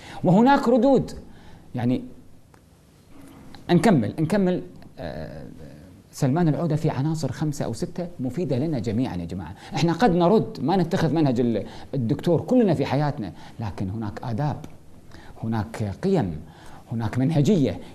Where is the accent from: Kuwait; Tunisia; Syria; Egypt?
Kuwait; الدكتور عبد الله النفيسي عندنا في الكويت